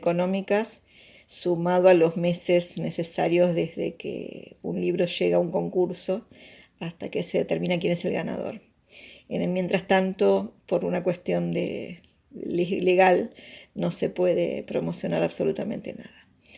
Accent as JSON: {"language": "Spanish", "town": "La Plata", "region": "Buenos Aires Province", "country": "Argentina", "tie": "born there", "said": "soy escritora, nací en La Plata"}